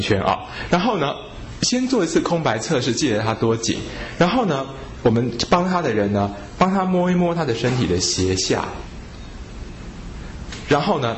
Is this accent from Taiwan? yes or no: yes; Taiwan; 那我们台湾人呢肝是第二烂嘛